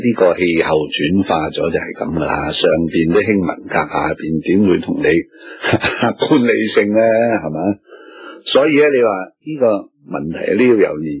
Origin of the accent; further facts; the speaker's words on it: Hong Kong; 我唔担心啊！我系香港人。